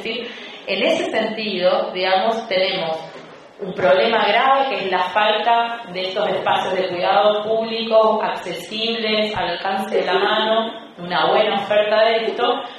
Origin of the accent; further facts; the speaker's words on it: Misiones, Argentina; en donde yo soy de Misiones.